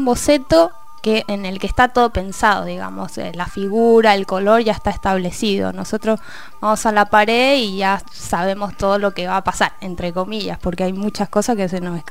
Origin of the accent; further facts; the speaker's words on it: Valparaíso, Chile; yo vengo de Valparaíso, que es un lugar en el centro de Chile, al lado del mar, donde llegan muchos barcos, mucha gente de todo el mundo. Hay casas de colores, hay música, hay teatro por todos lados.